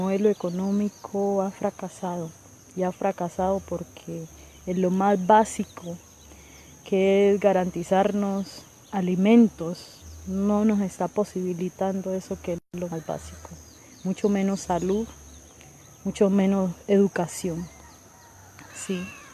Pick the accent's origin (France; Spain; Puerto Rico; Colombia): Colombia; Hoy necesitamos sacar como colombianos y colombianas, sobre todo, lo mejor de nosotros para nuestras familias